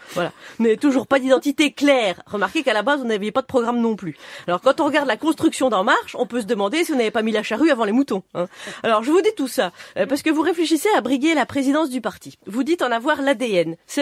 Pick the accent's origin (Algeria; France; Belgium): Belgium; accent: Belgian; En plus, moi j'ai l'accent belge, alors je vous raconte pas mon week-end.